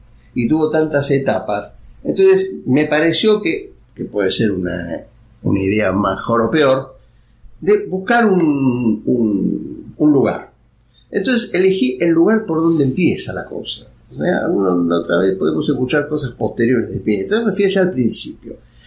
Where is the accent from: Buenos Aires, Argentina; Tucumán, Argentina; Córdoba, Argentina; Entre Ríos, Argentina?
Buenos Aires, Argentina; yo soy bien porteño, yo nací en Almagro, o sea, viví toda mi vida en Buenos Aires